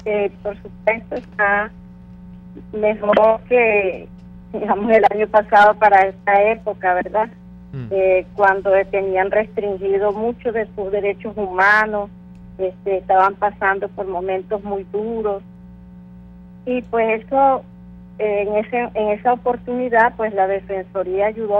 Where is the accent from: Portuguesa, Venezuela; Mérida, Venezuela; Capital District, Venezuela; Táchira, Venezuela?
Portuguesa, Venezuela; Acarigua; ya que somos de Acarigua, estado Portuguesa, ¿verdad?